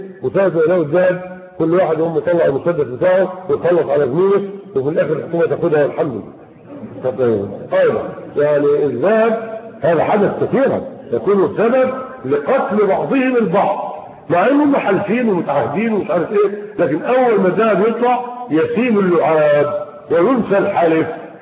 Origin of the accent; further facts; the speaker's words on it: Egypt; يعني احنا عندنا في مصر هنا بيطلعوا تماثيل ذهبيه